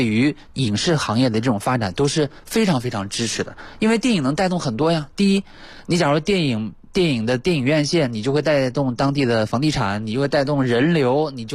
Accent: China

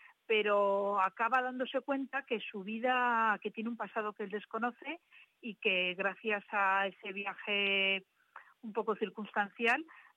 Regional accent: Alcañiz, Aragon, Spain; now in Tudela, Spain; aunque soy de Alcañiz, llevo 22 años viviendo aquí y es mi segunda ciudad. Me ha acogido Tudela magníficamente y me considero ya tudelana.

